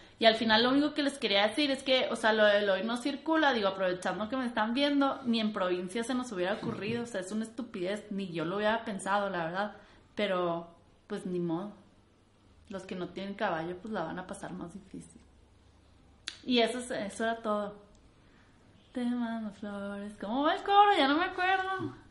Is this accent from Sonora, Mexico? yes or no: no; Chihuahua, Mexico; now in Mexico City, Mexico; Yo soy de Chihuahua, pero me vine para acá porque en Chihuahua no hay nada.